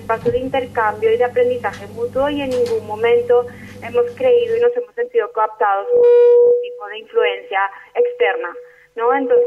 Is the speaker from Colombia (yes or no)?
yes; Colombia; somos el colectivo de La Ruana, un colectivo de ciudadanas y ciudadanos colombianos que nos hemos unido en el marco del paro nacional agrario que tuvo lugar en Colombia en 2013